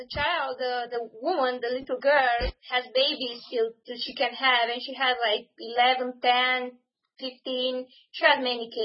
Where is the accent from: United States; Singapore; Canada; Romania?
Romania; English is a second language; now in Spain; No, I was born from northern Romania, but now I live in Spain.